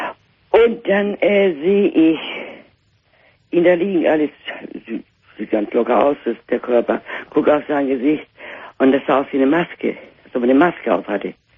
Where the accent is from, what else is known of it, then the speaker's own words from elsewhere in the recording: Northern Germany, Germany; accent: North German; Und wir wissen an meinem Dialekt, dass wir aus Norddeutschland irgendwo kommen, nicht? Eine Großstadt.